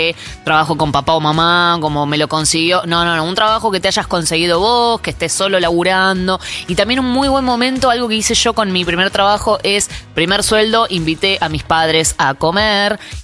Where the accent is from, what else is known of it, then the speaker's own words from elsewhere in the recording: Berazategui, Buenos Aires Province, Argentina; now in Buenos Aires, Argentina; cuando me mudé de provincia a capital fue un gran momento. Imagínate que Berazategui es re tranqui, el barrio de mi vieja es re tranquilo